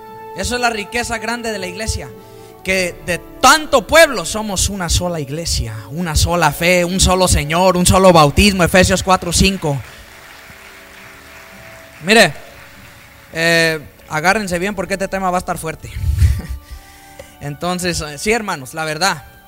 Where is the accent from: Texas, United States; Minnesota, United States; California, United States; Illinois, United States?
California, United States; en mi tierra, en California, ¿verdad? En Los Ángeles, por allá en el área de San Bernardino.